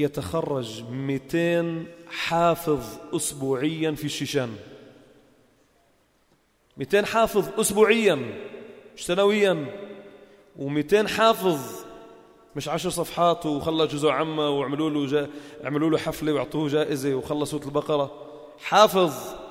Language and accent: Arabic; Palestine; من فلسطين، مش لشيء يعني أنا